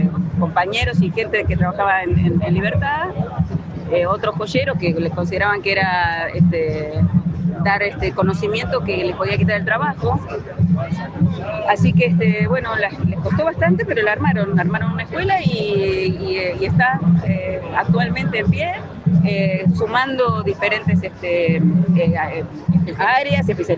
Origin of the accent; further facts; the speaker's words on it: Argentina; es parte de nuestra idiosincrasia como argentinos, la educación pública